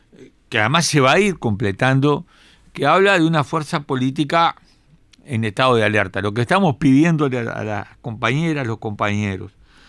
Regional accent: Uruguay; sentimos vergüenza por la intervención, vergüenza como uruguayos por la intervención de un presidente que no nos representa en nada

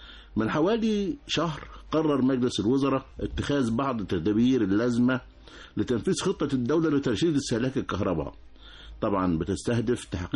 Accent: Egypt; يعني إحنا من عادتنا كمصريين بشتري الحاجة مع الكتالوج بتاعها

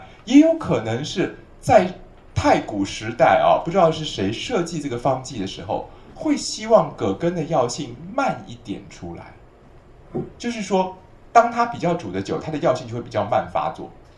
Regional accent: Taiwan; 所以像我们台湾人的医生啊，老医生就南方医生哈

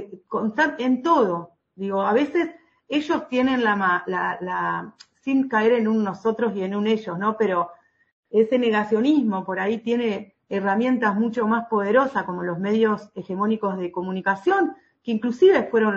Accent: Entre Ríos, Argentina; en los pueblitos de donde vengo yo, ¿no? De pueblitos del interior de la provincia

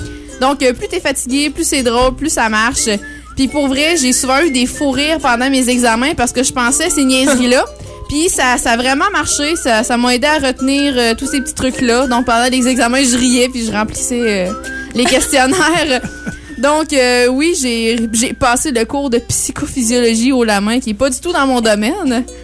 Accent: Cap-Chat, Quebec, Canada; j'aimerais ça vous présenter un artiste de mon patelin Capuchat.

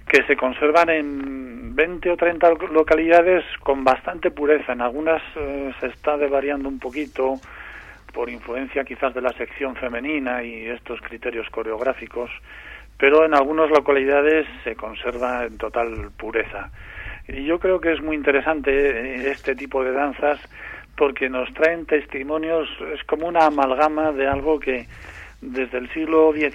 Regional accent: Calahorra, La Rioja, Spain; Sí, yo soy de Calahorra, sí.

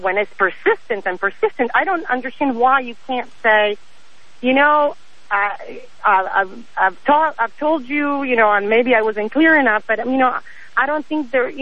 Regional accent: Argentina; Argentina.

